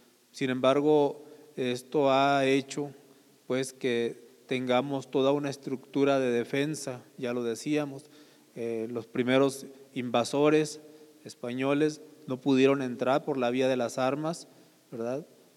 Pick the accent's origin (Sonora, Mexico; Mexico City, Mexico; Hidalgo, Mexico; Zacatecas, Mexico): Sonora, Mexico; Un poco para ubicar, pues el pueblo Yaqui se encuentra en la frontera con Estados Unidos